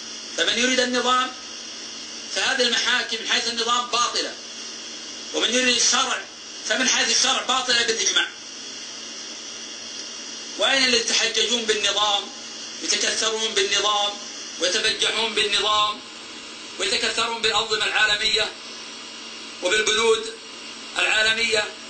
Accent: Buraidah, Al-Qassim, Saudi Arabia; فأنا من أهل بريدة، اعتقلت في الرياض، ثم من الرياض للشرقية

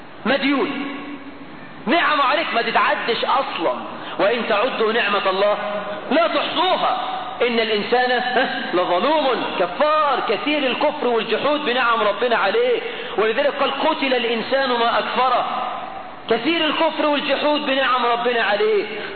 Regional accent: Egypt; عندنا في مصر

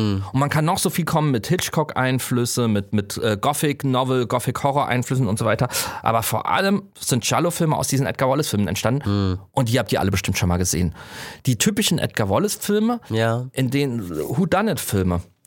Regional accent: Saarland, Germany; ich komme aus dem Saarland.

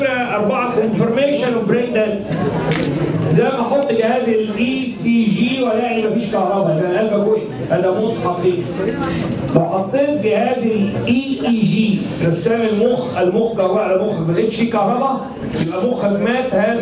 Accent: Egypt; نفسي ادي الكلام ده المصريين اكتر لان في الاساس احنا مصريين

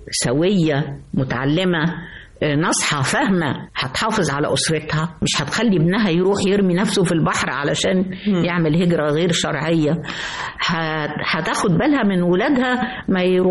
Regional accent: Egypt; أنا مصرية حتى النخاعة، ولا أستطيع أن أنا أبعد عن مصر إلا لعمل وأرجع جري

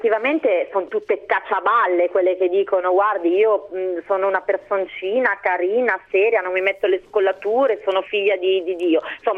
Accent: Milan, Lombardy, Italy; born there; io non sono neanche bresciana, io sono nata a Milano

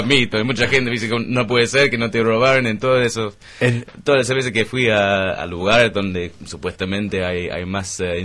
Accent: Manchester, North West England, United Kingdom; Spanish is a second language; moved away as an adult; also born or lived in Sheffield; now in Buenos Aires, Argentina; Sí, me nací en Sheffield, me crié en Manchester.

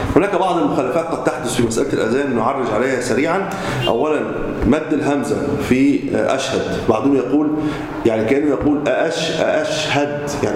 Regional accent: Egypt; لذلك كثير من المساجد وليس عندنا في مصر

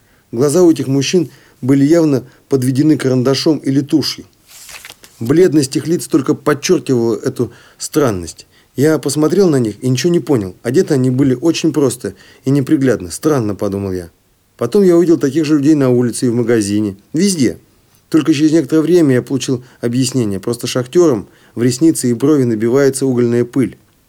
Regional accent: Siberia, Russia; только тогда, когда выехал в шахтерский город в 100 километрах от областного центра, то есть от моего родного города

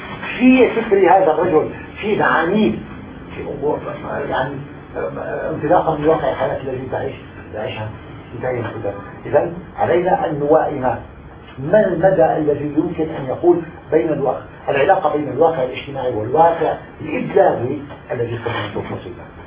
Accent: Syria; أنا أستطيع كسوري عربي سوري أستطيع أن أقرأ خط المكتوب

